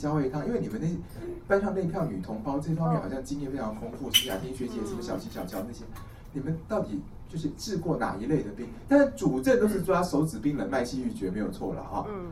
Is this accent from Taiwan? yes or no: yes; Taiwan; 因为我们台湾人得这个病都几乎都是内有久寒了